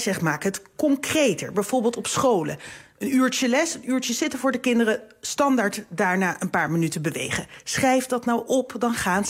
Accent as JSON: {"language": "Dutch", "town": "Amsterdam", "region": "North Holland", "country": "Netherlands", "said": "Ik kom zelf uit Amsterdam. Dus het was een end."}